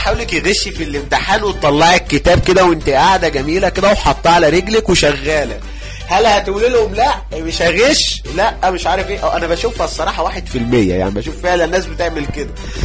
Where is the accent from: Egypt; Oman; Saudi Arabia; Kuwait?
Egypt; بس انا عندنا في مصر حصلت مظاهرة اغرب من كده